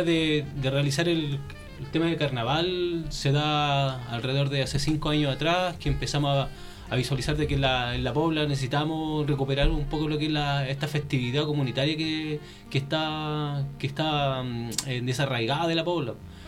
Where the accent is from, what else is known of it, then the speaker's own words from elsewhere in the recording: La Florida, Santiago Metropolitan Region, Chile; soy de la comuna de La Florida, vengo de la población de la Araucaria y también de los Copihue, del ex campamento Unidad Popular